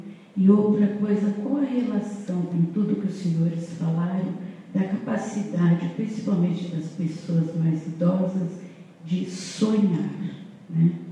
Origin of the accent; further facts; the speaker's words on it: Rio Grande do Sul, Brazil; Eu sou natural do Rio Grande do Sul e eu fui criada dentro da teosofia. Da teosofia eu migrei para kardecismo, em prol do casamento, me tornei católica